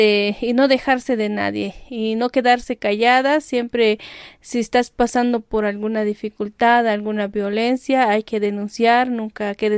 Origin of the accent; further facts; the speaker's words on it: Las Margaritas, Chiapas, Mexico; soy del Ejido Veracruz, municipio de Las Margaritas, Chiapas